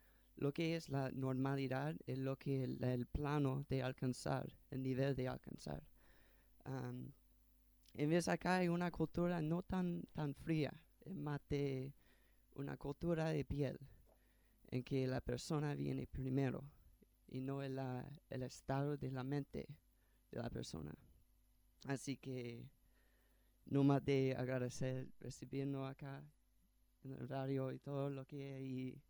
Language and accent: Spanish; United States; Spanish is a second language; yo soy extranjero, yo vengo de los Estados